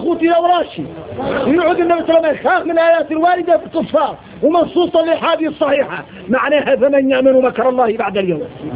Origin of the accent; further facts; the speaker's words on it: Mauritania; إني موريتاني